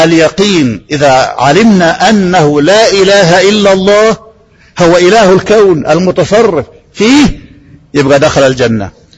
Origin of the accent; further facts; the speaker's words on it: Egypt; احنا طبعا مصريين